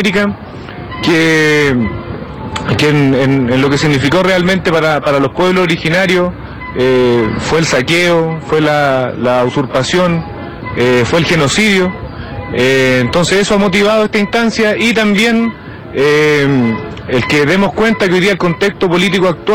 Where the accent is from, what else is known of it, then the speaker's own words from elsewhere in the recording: Nueva Imperial, Araucanía, Chile; Yo soy de Nueva Imperial, vengo del territorio que es una comunidad que se llama Huincul, bajo de ese lugar.